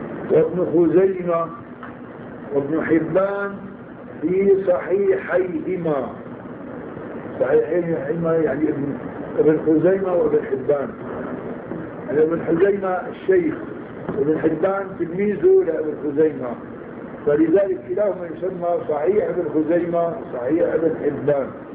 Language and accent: Arabic; Syria; عادة هون بيعملوا عندنا في الشام بين الأذان الأول والأذان الثاني ربع ساعة